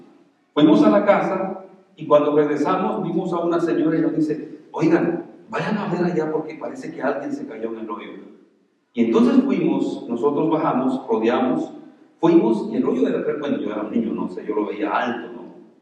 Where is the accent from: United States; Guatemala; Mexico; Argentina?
Guatemala; San Lucas Tolimán, Sololá; Hay un lago, mi pueblo está alrededor del lago, y alrededor de ese lago hay un montón de pueblos que muchos de ellos tienen los nombres de los 12 apóstoles, precisamente.